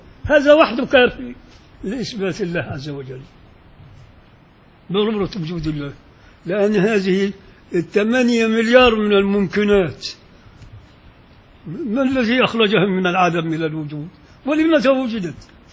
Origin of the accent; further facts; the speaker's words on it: Upper Egypt, Egypt; عندنا في الصعيد ما يصحش أبدا تقدم في العزة إلا القهوة السادة.